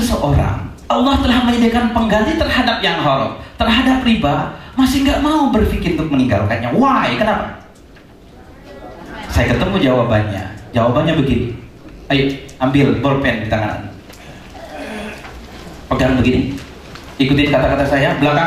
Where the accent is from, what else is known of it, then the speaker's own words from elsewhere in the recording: Bondowoso, East Java, Indonesia; Saya orang kampung. Saya lahir di kampung di kota Bondowoso.